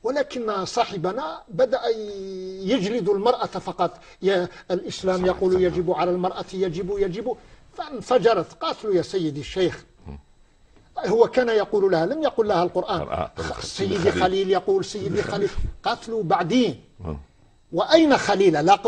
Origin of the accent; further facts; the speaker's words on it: Algeria; عندنا في الجزائر